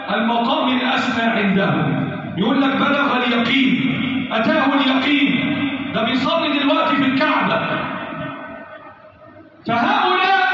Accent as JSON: {"language": "Arabic", "country": "Egypt", "said": "اللهم احفظ بلدنا مصر وسائر بلاد"}